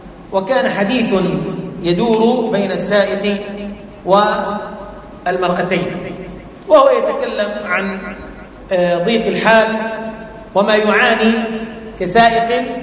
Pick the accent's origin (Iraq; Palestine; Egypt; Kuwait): Palestine; قلت له أنا فلسطيني وما بحق إلا أطلع دفتر عمومي